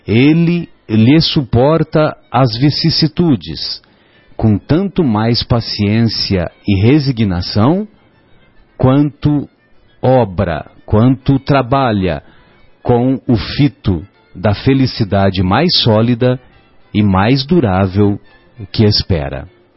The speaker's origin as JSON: {"language": "Portuguese", "town": "São José do Rio Pardo", "region": "São Paulo", "country": "Brazil", "tie": "born or raised there", "said": "Lá em São José do Rio Pardo, de onde eu sou, a terra onde eu nasci"}